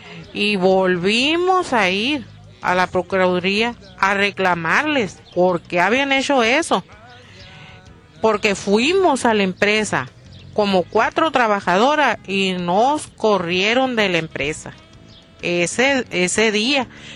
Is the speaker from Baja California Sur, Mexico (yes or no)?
yes; Santa Rosalía, Baja California Sur, Mexico; soy de Santa Rosalía, soy trabajadora calamarera.